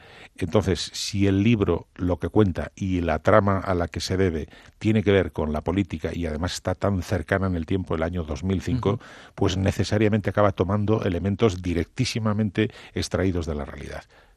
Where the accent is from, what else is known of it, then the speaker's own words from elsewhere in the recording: Cantabria, Spain; mi tierra, Cantabria, las Asturias de Santillana